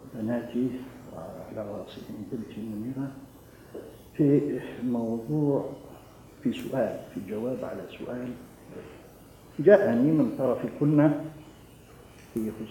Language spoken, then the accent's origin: Arabic; Algeria; يهتم بالجانب الاجتماعي للمرأة المسلمة سواء عندنا في الجزائر سواء في البلاد الأخرى،